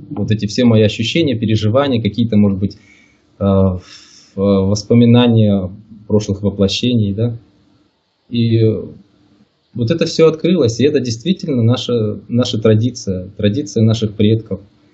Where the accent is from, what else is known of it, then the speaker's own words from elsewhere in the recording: Makiivka, Donetsk Oblast, Ukraine; Сам я родом из Донбасса, где сейчас и проживаю. Ныне так называемая Донецкая Народная Республика. Живу в городе Макеевке, это рядом с Донецком. Родился здесь, вырос здесь.